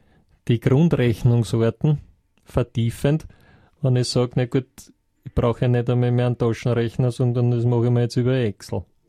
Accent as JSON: {"language": "German", "country": "Austria", "said": "ist ja bei uns in Österreich nicht sehr weit verbreitet."}